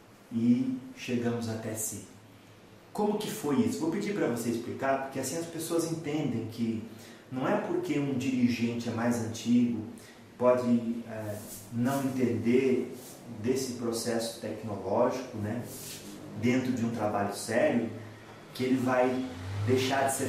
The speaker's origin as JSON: {"language": "Portuguese", "town": "Piracicaba", "region": "São Paulo", "country": "Brazil", "said": "Sou de Piracicaba."}